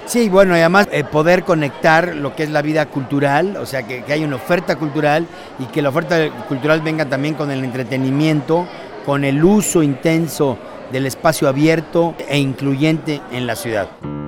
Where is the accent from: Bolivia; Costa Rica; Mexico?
Mexico; Mexico City; soy arquitecto, vengo de la Ciudad de México y actualmente estoy encargado del desarrollo urbano y de la vivienda en la Ciudad de México.